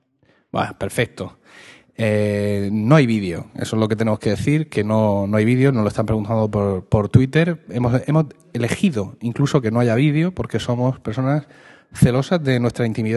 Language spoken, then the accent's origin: Spanish; Region of Murcia, Spain; no podemos sustraernos como murcianos y como usuarios